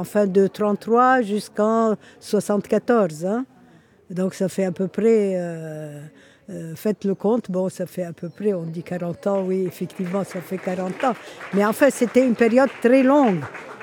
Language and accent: French; Lebanon; moved away as an adult; also born or lived in Portugal; now in Brussels, Belgium; Je suis née au Liban, j'ai fait mes études au Liban et je suis partie, j'avais une vingtaine d'années.